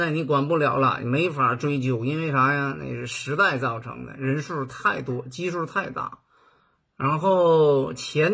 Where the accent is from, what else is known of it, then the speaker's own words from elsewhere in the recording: Northeast China, China; 因为我是东北的，对吗？